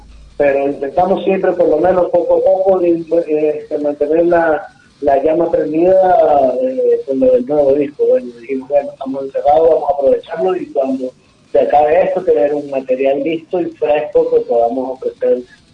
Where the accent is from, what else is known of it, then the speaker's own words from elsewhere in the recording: Venezuela; now in Argentina; Sí, somos de Venezuela. Estamos radicados aquí en Argentina.